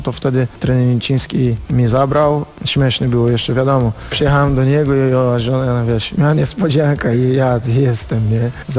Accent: Rio de Janeiro, Brazil; Polish is a second language; moved away as an adult; jestem Brazylijczykiem i przyjechałem do Europy szukać klub i agencja niemiecka mnie ściągała z Brazylii. Jestem, wiesz, karioka, tak się mówi na ludzi, które mieszka w Rio.

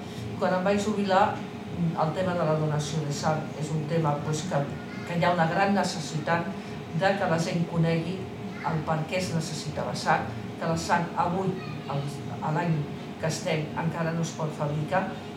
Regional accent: Barcelona, Catalonia, Spain; born there; Sí, vaig néixer aquí a Barcelona.

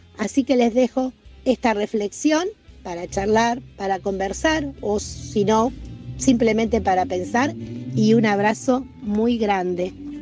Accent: Argentina; Pero como argentinos pertenecemos a un lugar donde la justicia tiene trabas

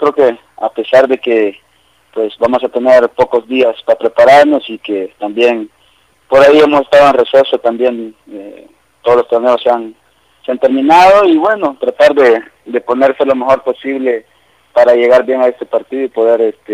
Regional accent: El Salvador; pues uno siempre como salvadoreño siempre está dispuesto a colaborar

